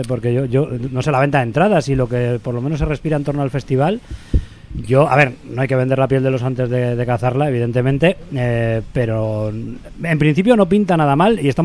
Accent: Basque Country, Spain; lo que somos los metaleros de Euskadi, ¿no?

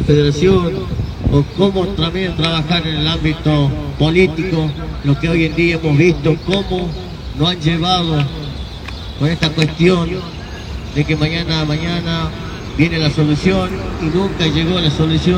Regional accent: Argentina; como históricamente Argentina ha demostrado que en el territorio nadie nos gana, somos imbatibles

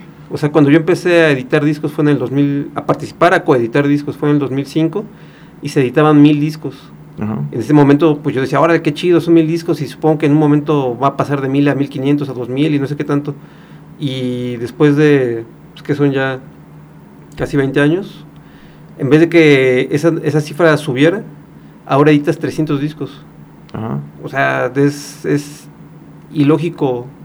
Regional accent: Atizapán de Zaragoza, State of Mexico, Mexico; yo soy del Estado de México, de Atizapán de Zaragoza.

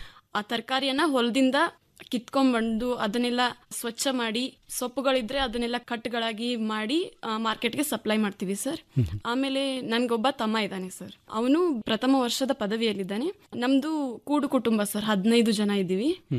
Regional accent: Darur, Karnataka, India; ನಾನು ಓದಿದ್ದು ಬೆಳೆದಿದ್ದು ಎಲ್ಲ ಬೆಳಗಾವಿ ಜಿಲ್ಲೆಯ ಅಥಣಿ ತಾಲೂಕಿನ ದರೂರ ಎಂಬ ಗ್ರಾಮದಲ್ಲಿ ಸರ್.

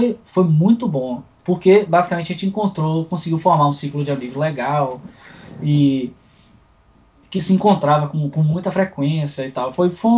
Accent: Salvador, Bahia, Brazil; porque eu sou de Salvador, que é, eu posso dizer que eu acho que é o lugar mais africano fora da África do mundo.

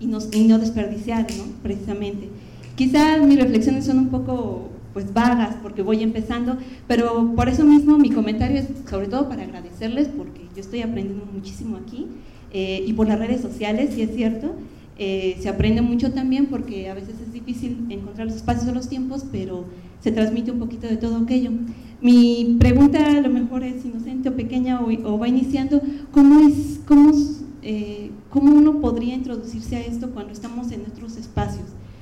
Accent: Mexico City, Mexico; porque yo soy de la Ciudad de México

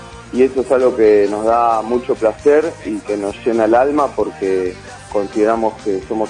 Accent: Buenos Aires, Argentina; nosotros somos de Capital Federal

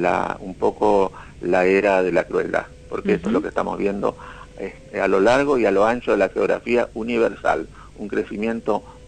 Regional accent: Argentina; entonces que somos los argentinos.

